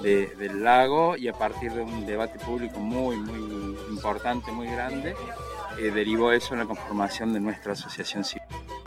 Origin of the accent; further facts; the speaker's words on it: Villa General Belgrano, Córdoba, Argentina; Yo soy de Villa General Belgrano